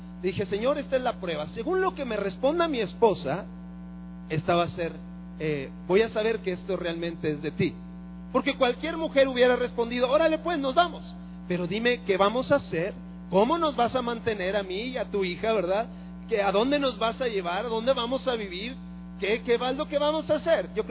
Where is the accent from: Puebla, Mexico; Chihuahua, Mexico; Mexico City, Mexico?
Chihuahua, Mexico; Ciudad Juárez; Somos originalmente de Ciudad Juárez, Chihuahua. Arriba el norte, ¿verdad que sí? Y si no me cree, compre un mapa para que vea que sí, está mero arriba el norte. Entonces somos de allá, originarios de Ciudad Juárez.